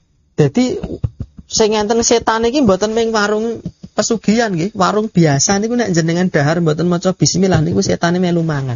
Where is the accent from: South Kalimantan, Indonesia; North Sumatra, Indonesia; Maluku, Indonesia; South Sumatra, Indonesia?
South Sumatra, Indonesia; Lahat; Saya dari Lahat, Sumatera Selatan.